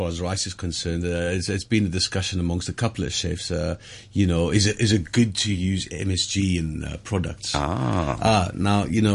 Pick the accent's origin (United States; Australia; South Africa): South Africa; being South African, it's hard to use.